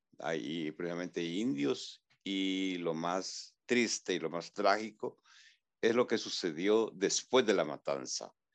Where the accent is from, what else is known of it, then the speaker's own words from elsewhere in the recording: Ataco, Ahuachapán, El Salvador; soy originario del Salvador, de un pueblo que se llama Ataco, que es en la frontera con Guatemala. O sea, prácticamente mi pueblo está a, digamos, a unos 30 kilómetros de la frontera con Guatemala.